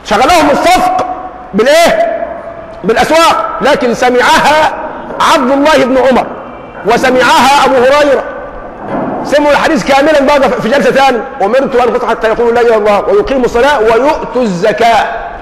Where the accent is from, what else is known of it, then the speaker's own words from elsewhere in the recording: Egypt; ما احنا اليوم عندنا في مصر عندنا كلمات من العامية تورثناها